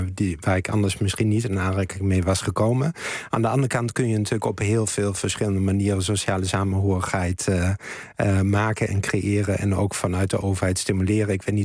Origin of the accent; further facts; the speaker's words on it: Germany; Dutch is a second language; Ik ben Duitser